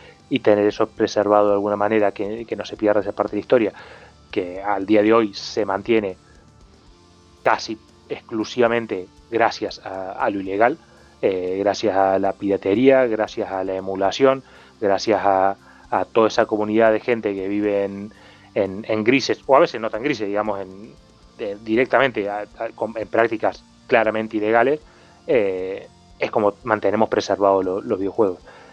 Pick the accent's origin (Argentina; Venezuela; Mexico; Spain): Argentina; Yo al final vengo de Argentina y de esos he visto unos cuantos.